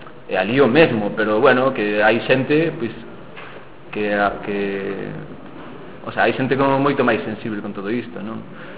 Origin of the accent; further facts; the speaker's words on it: Arnoia, Galicia, Spain; eu mesmo no meu pobo aquí, eu son de Arnoia, aí do Ribeiro